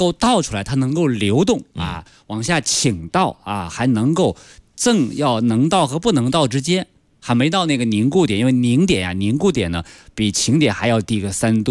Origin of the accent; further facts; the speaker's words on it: Inner Mongolia, China; 比方到内蒙我的家乡可能30度